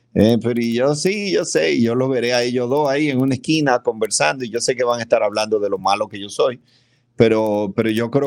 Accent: Dominican Republic; soy un dominicano bastante atípico. Aquí la bebida es un deporte nacional.

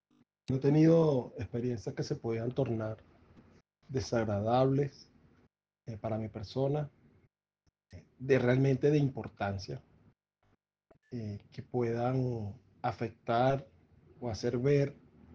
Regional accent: Venezuela; y como venezolano. Evidentemente, toda mi vida la viví en Venezuela, más de 40 años, y tengo un total arraigo a mi país

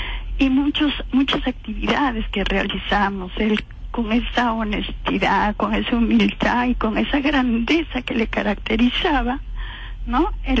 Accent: Peru; now in Venezuela; dándome la bienvenida como peruana y como vocera del Comité de Tierra

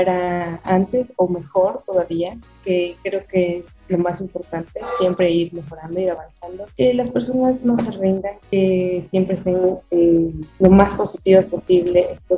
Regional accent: Ecuador; a representar a todos nosotros como ecuatorianos.

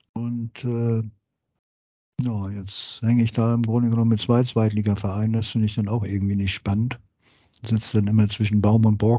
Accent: Hamburg, Germany; das ist ja bei mir so, dass ich hier als Hamburger ja jahrelang diesen Konflikt auch nicht hatte

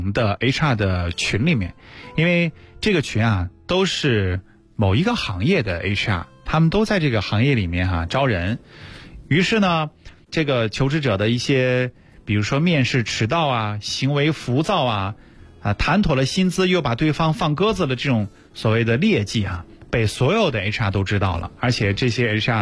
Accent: China; 那出去我们都是中国人，对不对？

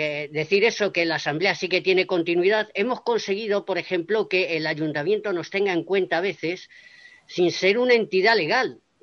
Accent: Getafe, Community of Madrid, Spain; soy de Getafe, mi barrio se llama Perales del Río y mi barrio está alejado del centro de Getafe, o sea, estamos a casi a 10 kilómetros.

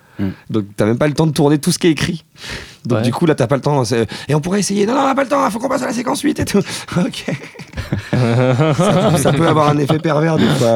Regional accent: Lassay-les-Châteaux, Pays de la Loire, France; also born or lived in Angers; alors je suis né à Angers. Toute ma famille est originaire à peu près de ce coin-là. Et ensuite, mes parents ont déménagé en Mayenne pour le boulot. Et donc, j'ai grandi à Lassay-les-Châteaux, dans le nord Mayenne. C'est pas un très gros bled, ça fait 2500 habitants.

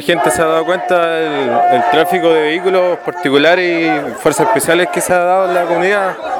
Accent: Los Quilches, Los Ríos, Chile; vengo de Los Quilches, Mapo

